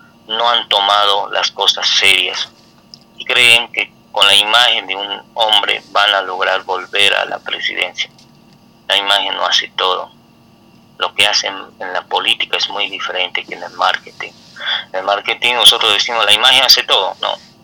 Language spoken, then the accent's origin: Spanish; Bolivia; Primeramente en mi país lo que tiene que avanzar el gobierno, hay que ser crítico, porque queremos que cuando haces una crítica tiene que ser constructiva para que este gobierno sea mejor. Entonces Bolivia tiene que crear